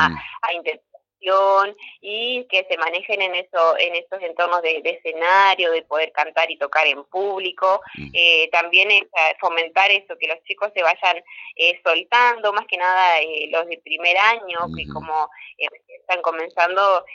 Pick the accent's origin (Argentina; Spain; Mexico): Argentina; nuestras costumbres, nuestras tradiciones, que es lo que nos une como argentinos